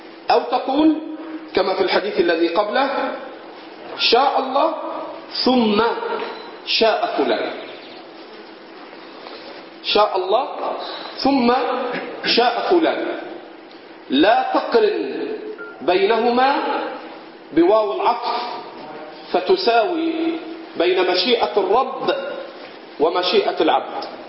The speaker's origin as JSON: {"language": "Arabic", "country": "Egypt", "said": "البط عندنا في مصر صوته من أشد أصوات الطيور"}